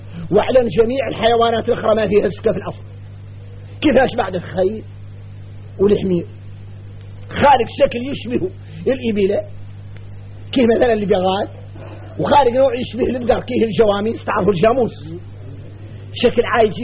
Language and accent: Arabic; Mauritania; وراه الشايع عندنا احنا موريتاني يقولوا